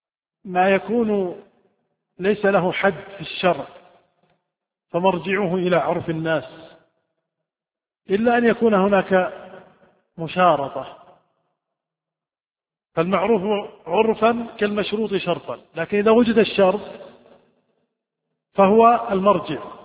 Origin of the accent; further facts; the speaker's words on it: Saudi Arabia; عندنا في السعودية الدار البيت، في الكويت الدار الغرفة